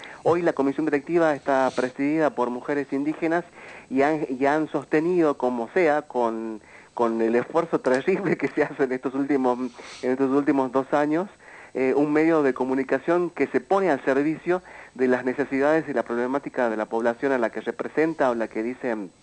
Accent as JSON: {"language": "Spanish", "region": "Salta", "country": "Argentina", "said": "con la comunidad trans travesti de la Argentina, que vengo de las tierras"}